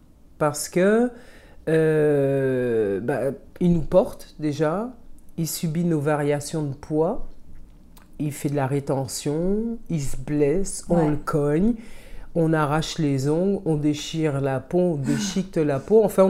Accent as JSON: {"language": "French", "country": "Martinique", "said": "on faisait ça avec du rhum, puisque c'est ma boisson locale, hein, je viens de la Martinique"}